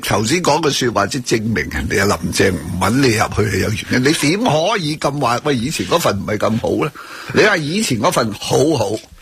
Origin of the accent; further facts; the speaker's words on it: Hong Kong; 你咪应该话俾我哋香港人听啊